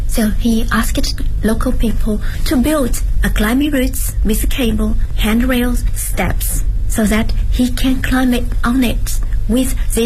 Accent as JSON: {"language": "English", "region": "Zhejiang", "country": "China", "lives_now": "Beijing, China", "said": "I'm the founder of Via Ferrata China.I'm from Zhejiang Province. It's a province located south of Shanghai, coastal area. There are some mountains, but not big mountains. So I'm in Beijing since, lots of years ago."}